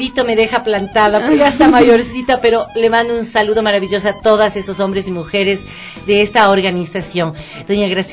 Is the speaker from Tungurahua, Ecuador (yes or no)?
no; Quito, Pichincha, Ecuador; se destaque lo que somos los quiteños, nuestras tradiciones, nuestra arquitectura.